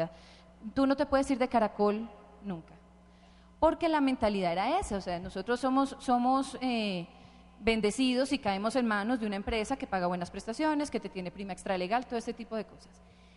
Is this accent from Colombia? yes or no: yes; Bogotá, Colombia; yo soy de aquí de Bogotá.